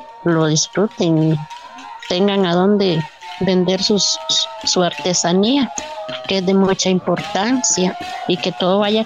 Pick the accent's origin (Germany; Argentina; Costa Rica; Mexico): Costa Rica; Salitre, Puntarenas; Yo soy de Salitre